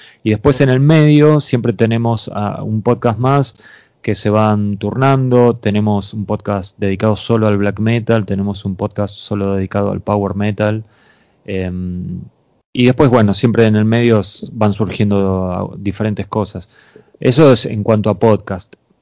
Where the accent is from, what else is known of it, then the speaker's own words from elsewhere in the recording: Argentina; yo soy consciente que soy un argentino y estoy haciendo un podcast